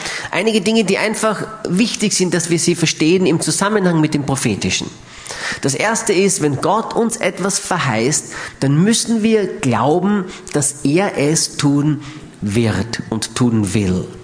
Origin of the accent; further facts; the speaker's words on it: Austria; ich fühle mich so richtig, wie man bei uns in Österreich schon so schön sagt, ich fühle mich so richtig sauwohl bei euch.